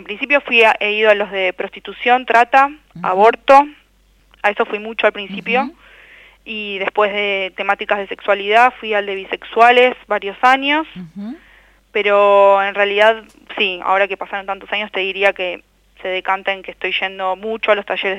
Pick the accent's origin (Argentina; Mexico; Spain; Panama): Argentina; Buenos Aires; born there; y vivo donde nací, acá en Buenos Aires.